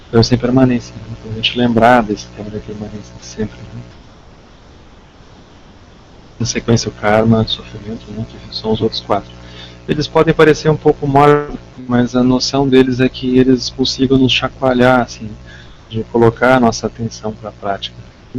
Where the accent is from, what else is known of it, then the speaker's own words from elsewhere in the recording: Rio Grande do Sul, Brazil; No sul, lá no Rio Grande do Sul, né, na minha terra